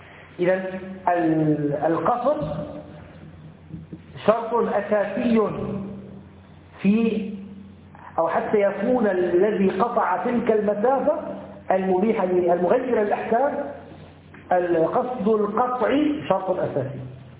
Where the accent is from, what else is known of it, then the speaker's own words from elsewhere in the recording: Syria; لو أنه ركب مثلا الكرنة الباص عندنا في الشام، نسافر مثلا من دمشق إلى حماة